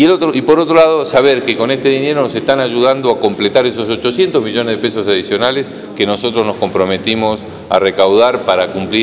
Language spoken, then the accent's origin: Spanish; Bahía Blanca, Buenos Aires Province, Argentina; Primero yo soy de Bahía y soy de las rutas, digamos.